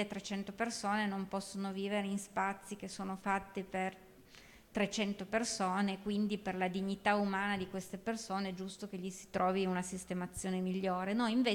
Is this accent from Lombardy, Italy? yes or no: no; Turin, Piedmont, Italy; moved away as an adult; io sono una torinese che sono andata via da Torino all'età di 20 anni più o meno e tornata 25 anni dopo in una città completamente trasformata, nel senso che io sono cresciuta davanti a una fabbrica di pneumatici che inquinava